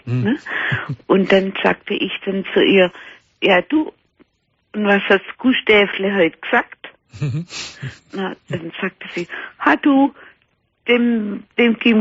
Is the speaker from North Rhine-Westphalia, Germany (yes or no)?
no; Baden-Württemberg, Germany; also ich bin Schwäbin, ne?